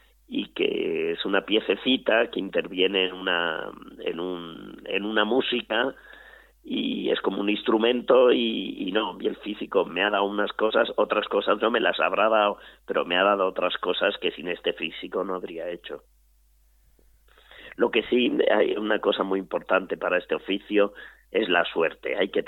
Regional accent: Alcázar de San Juan, Castilla-La Mancha, Spain; en mi pueblo, Alcázar de San Juan, un pueblo de... Bueno, es una ciudad, no yo digo pueblo porque me gusta decir pueblo

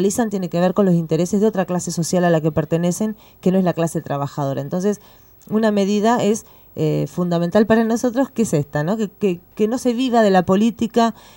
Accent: La Plata, Buenos Aires Province, Argentina; fui una de las miles de víctimas de la inundación de La Plata, soy del barrio de La Loma

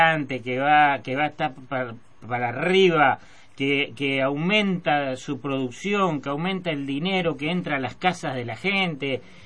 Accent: Uruguay; Yo soy uruguayo, es más, soy oriental.

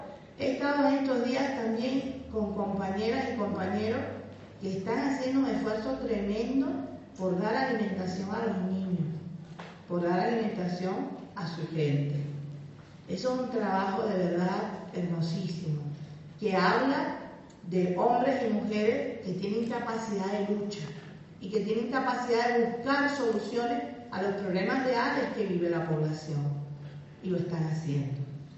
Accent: Cuba; Como cubana, aprendí a ser internacionalista.

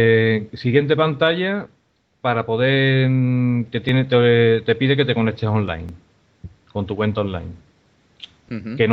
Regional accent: Seville, Andalusia, Spain; Y luego soy de Sevilla, como es evidente también mi acento.

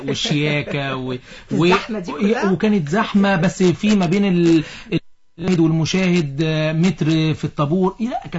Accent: Egypt; هم مصريين واحنا مصريين.

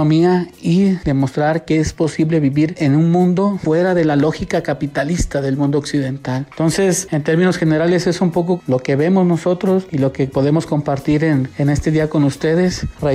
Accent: Chapultenango, Chiapas, Mexico; now in Guadalajara, Mexico; soy de Chapultenango, Chiapas, y desplazado a la ciudad de Guadalajara

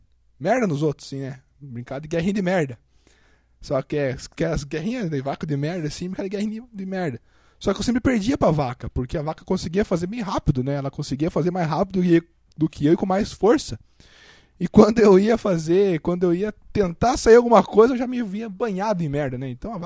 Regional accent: Paraná, Brazil; atualmente eu tô morando na cidade de Curitiba, mas por incrível que eu pareça, eu nasci no interior do Paraná. Como aqui diz, eu sou VIP. Sou VIP, vim do interior do Paraná.

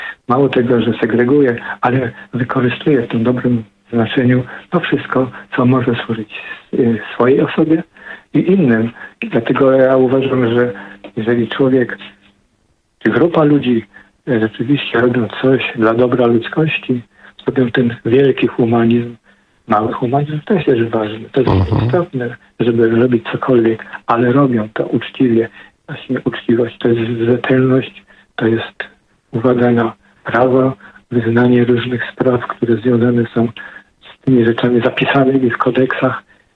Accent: Poznań, Greater Poland Voivodeship, Poland; born there; also born or lived in Vancouver / Ottawa; now in Gdynia, Poland; jestem poznaniakiem, urodzonym w Poznaniu. Kocham Gdynię, bo tu mieszkam. Kocham Poznań, bo tam się urodziłem. Kocham Vancouver, kocham Ottawę, gdzie mieszkałem w Kanadzie.

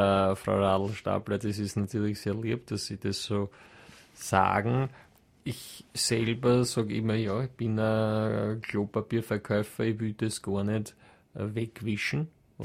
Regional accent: Austria; wir da als Österreicher

